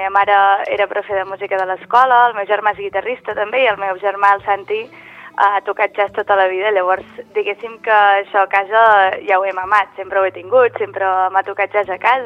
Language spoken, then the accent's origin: Catalan; Avinyó, Catalonia, Spain; born there; jo vaig néixer a Avinyó